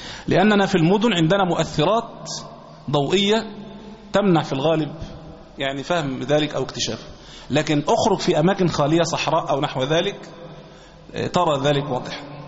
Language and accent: Arabic; Egypt; مسألة الاختلاف عندنا في مصر في وقت الفجر